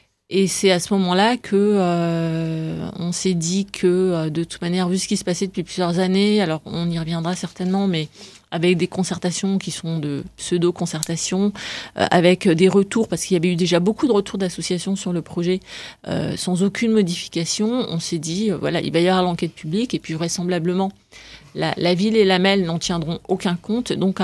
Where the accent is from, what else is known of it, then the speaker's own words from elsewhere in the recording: Lille, Hauts-de-France, France; nous sommes des habitants, nous sommes principalement des Lillois et nous vivons tous les jours dans une ville